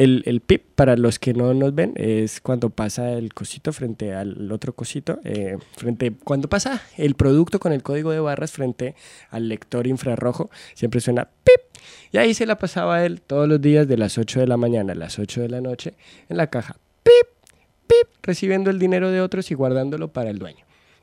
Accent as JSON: {"language": "Spanish", "country": "Colombia", "lives_now": "Argentina", "said": "yo soy de Colombia. Ya estoy acá en Argentina hace más de 2 años y medio"}